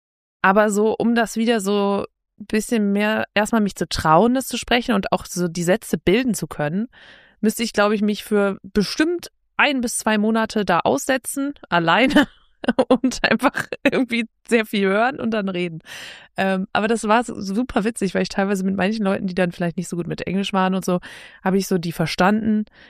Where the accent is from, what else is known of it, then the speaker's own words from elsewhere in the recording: Northern Germany, Germany; Ich komme ja aus dem Norden, da fehlt mir die Bildung.